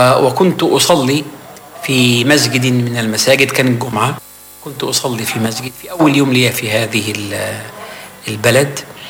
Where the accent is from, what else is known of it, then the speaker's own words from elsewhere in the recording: Alexandria, Alexandria Governorate, Egypt; فهو أول ما سلمت قال لي بذكاء شديد: من أين أنت؟ قلت: من الأسكندرية.